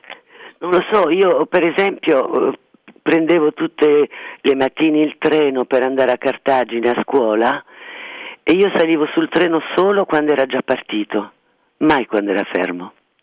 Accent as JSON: {"language": "Italian", "country": "Tunisia", "tie": "born there", "first_language": "French", "second_language": "Italian", "said": "perché sono nata in Tunisia e la mia prima lingua era il francese."}